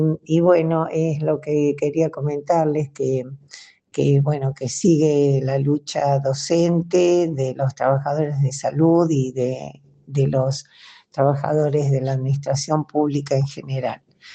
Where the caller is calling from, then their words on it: Chubut, Argentina; de Chubut, Patagonia, Argentina